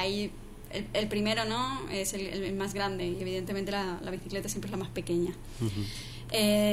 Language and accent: Spanish; Valladolid, Castile and León, Spain; No, bueno, yo soy de Valladolid.